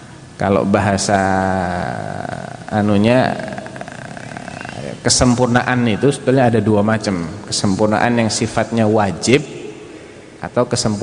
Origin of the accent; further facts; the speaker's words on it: Central Java, Indonesia; saya Jawa Tengah ya.